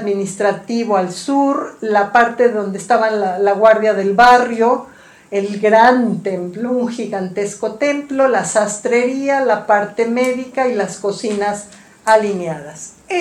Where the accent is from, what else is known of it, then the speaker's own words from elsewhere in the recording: Tlalpan, Mexico City, Mexico; Yo soy de Tlalpan, yo vivo en Tlalpan.